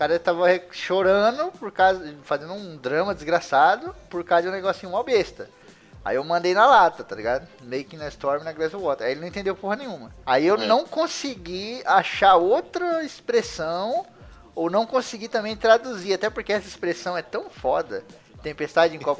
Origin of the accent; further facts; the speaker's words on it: Brazil; não é porque eu sou brasileiro não, a gente é muito ligeiro, cara.